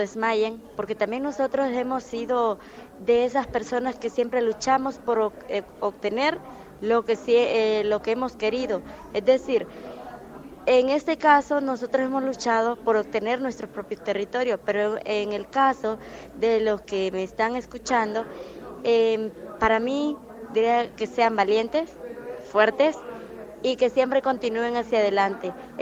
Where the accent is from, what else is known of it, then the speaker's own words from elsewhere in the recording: Honduras; Soy de Honduras, del Departamento de Gracias.